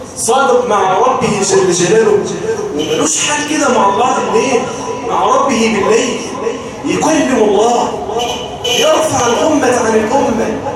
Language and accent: Arabic; Mansoura, Dakahlia, Egypt; والله عندنا في المنصورة ما في يوم يمر علينا في قريتي